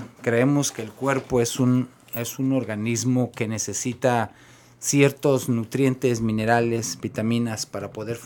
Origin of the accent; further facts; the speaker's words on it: Sahuayo, Michoacán, Mexico; Bueno, yo soy originario de México, exactamente Michoacán.